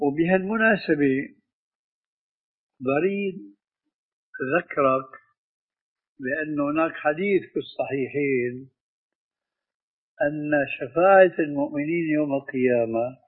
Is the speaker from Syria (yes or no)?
yes; Syria; وعندنا في الشام